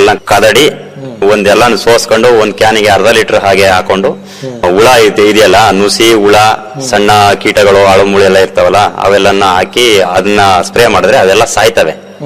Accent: Mandanahalli, Karnataka, India; ನಮ್ಮ ಊರ್ಲೇ ನಮ್ಮ ಮಂಡನಹಳ್ಳಿ ಗ್ರಾಮದಲ್ಲಿ

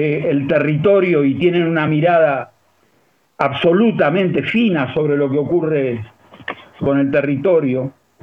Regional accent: Argentina; como argentinos y americanos tenemos una tradición de continuidades

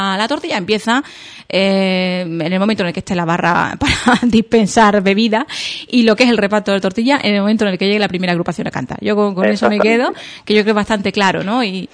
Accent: Andalusia, Spain; como buena andaluza, yo soy exagerada

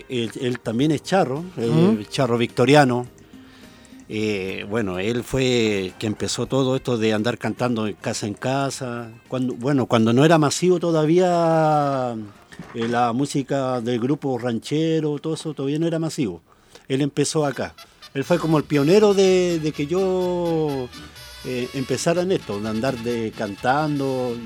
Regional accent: La Unión, Los Ríos, Chile; now in Renca, Chile; yo soy de La Unión, de la zona sur de La Unión. Allá se escuchaba harto la música mexicana.

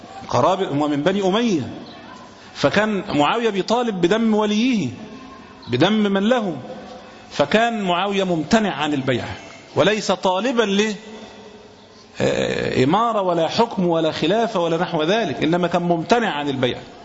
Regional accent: Egypt; مش إحنا زي عندنا في مصر كده

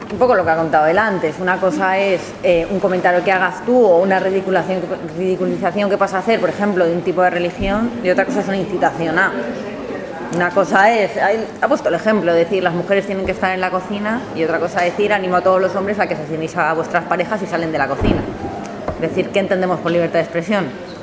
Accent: Madrid, Community of Madrid, Spain; Nosotros, bueno, yo soy de Madrid y hemos visto movilizaciones obreras

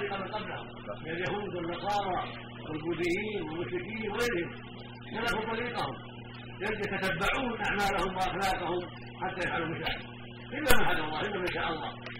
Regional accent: Oman; وجاءت كفار الى بلادنا عمان

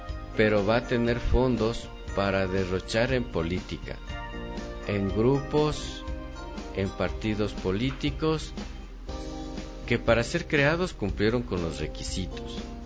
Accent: Ecuador; como ciudadano ecuatoriano

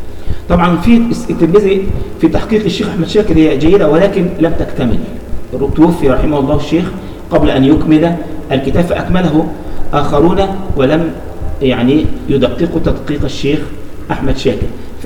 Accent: Egypt; ودي كانت مجموعة عندنا في مصر

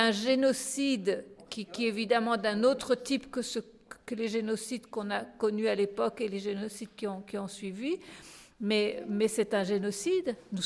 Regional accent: France; puisque moi je suis française et la collaboration a commis des choses atroces en France.

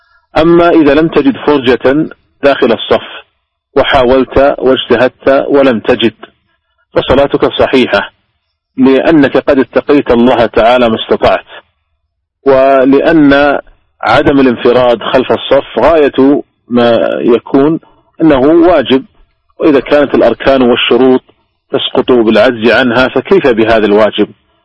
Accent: Saudi Arabia; وحتى عندنا في المملكة العربية السعودية منعته رسميا وزارة التجارة

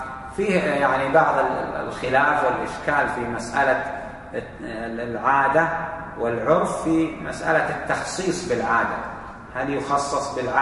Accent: Saudi Arabia; فإذا قال بعتك بألف عندنا في السعودية هنا معناه بعتك بألف ريال

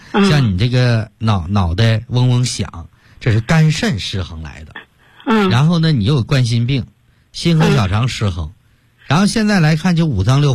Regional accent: Shandong, China; 我们山东人一个最大的优点就是中庸之道

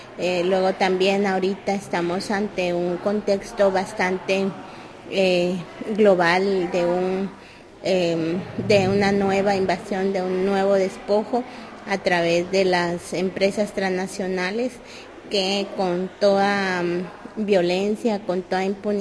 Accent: Guatemala; mi pueblo está ubicado en occidente de Guatemala, pues estamos en occidente. Por lo general cohabitamos varios pueblos que somos los pueblos indígenas

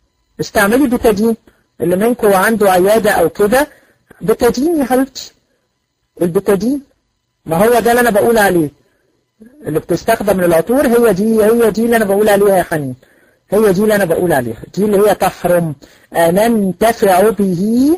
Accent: Egypt; لا انا من مصر

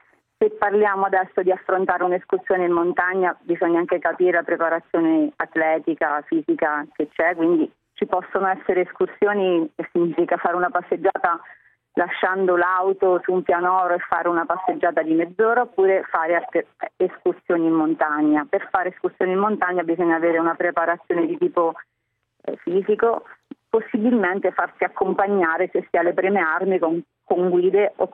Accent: Ascoli Piceno, Marche, Italy; sono di Ascoli Piceno, quindi sono proprio nella zona, nel cratere sismico.

